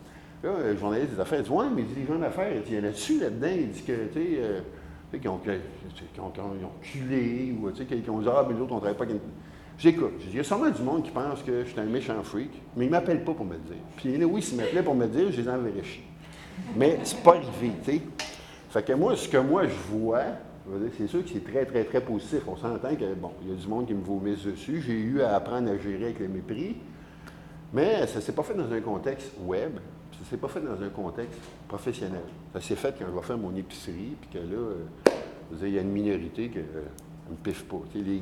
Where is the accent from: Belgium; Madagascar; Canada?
Canada; Quebec; ils ont dit, comme je viens du Québec